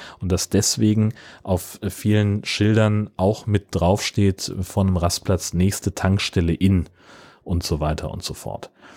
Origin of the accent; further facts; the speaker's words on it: Baden-Württemberg, Germany; Für mich als Badener ist alles, was nördlich von Frankfurt am Main liegt, schon der hohe Norden.